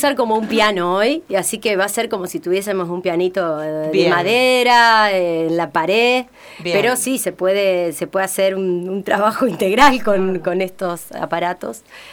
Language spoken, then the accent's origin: Spanish; San Lorenzo, Santa Fe, Argentina; Yo soy de San Lorenzo